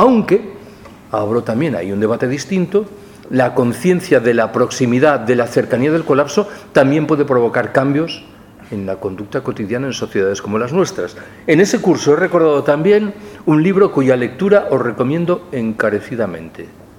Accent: Galicia, Spain; yo soy gallego. Desde que era pequeñito he escuchado que el gran trauma de la vida económica y singularmente de la vida económica rural en Galicia es el minifundio

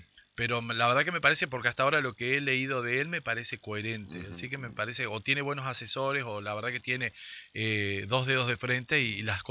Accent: Argentina; qué es lo que tenemos que hacer como argentinos

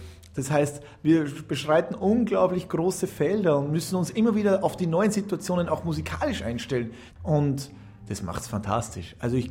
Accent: Salzburg, Austria; Ich bin Salzburger

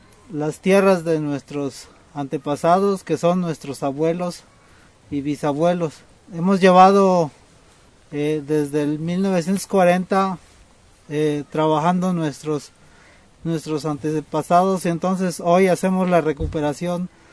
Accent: Venustiano Carranza, Chiapas, Mexico; Nosotros somos del municipio de Venustiano Carranza

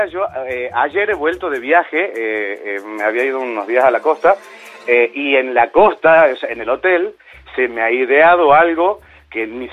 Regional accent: Monteros, Tucumán, Argentina; No, soy de Monteros, Tucumán.

